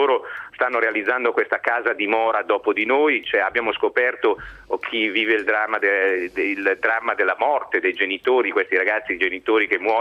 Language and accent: Italian; Milan, Lombardy, Italy; Io sono di Milano, abito nella periferia di Milano, al quartiere Abaggio